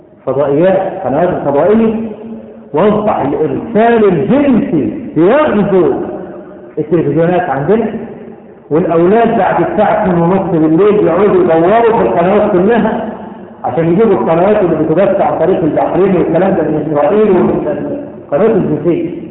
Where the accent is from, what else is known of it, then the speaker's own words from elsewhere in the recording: Cairo, Cairo Governorate, Egypt; بقى لها كم سنة عندنا في القاهرة والمدن الكبرى